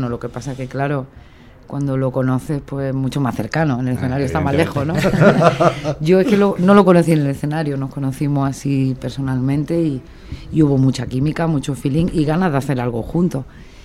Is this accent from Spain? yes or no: yes; Granada, Andalusia, Spain; also born or lived in Alcalá la Real; Lo que pasa es que de pequeñita me fui a Granada y, vale, y bueno, pues se me relaciona con que vengo de Granada.